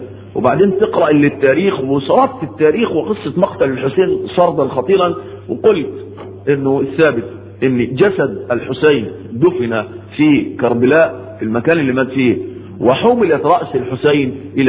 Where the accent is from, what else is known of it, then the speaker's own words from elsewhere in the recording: Egypt; كانت شغلانة دي موجودة ومنتشرة عندنا في مصر